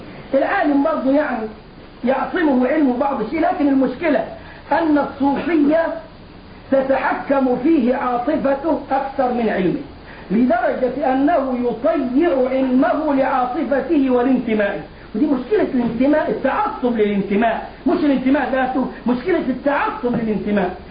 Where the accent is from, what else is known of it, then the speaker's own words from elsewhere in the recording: Egypt; الجماعة اللي بيعملوا الموالد عندنا في مصر للاولياء حاسبين التواريخ مضبوطة